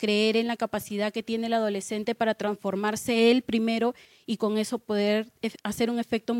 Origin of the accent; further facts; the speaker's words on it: Ica, Peru; yo también soy peruana. Vengo del departamento de ICA